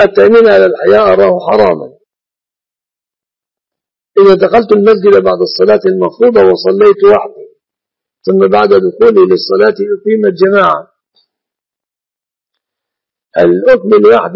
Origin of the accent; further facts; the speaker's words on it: Egypt; شبكة العروس في بلادنا مصر من المهر إلا إذا نص على غير ذلك.